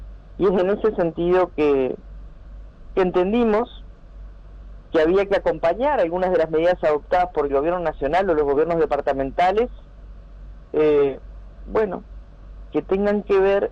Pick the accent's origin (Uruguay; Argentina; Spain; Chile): Uruguay; estamos hablando de un plan de contingencia que colabore para salir adelante como uruguayos.